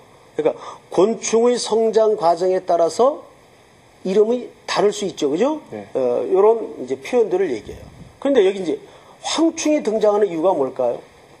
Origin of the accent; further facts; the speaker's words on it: Daegu, South Korea; 저는 이제 어릴 적 시절을 대구에서 살았는데